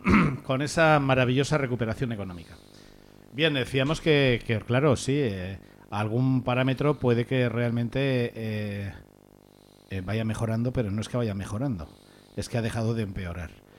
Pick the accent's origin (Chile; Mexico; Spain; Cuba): Spain; nosotros vamos a ser ese colectivo, los españoles